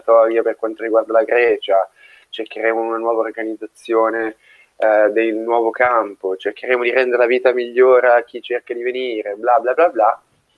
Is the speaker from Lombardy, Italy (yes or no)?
yes; Milan, Lombardy, Italy; Da milanese sono abbastanza abituato all'umidità, al freddo, al grigio, alla pioggia.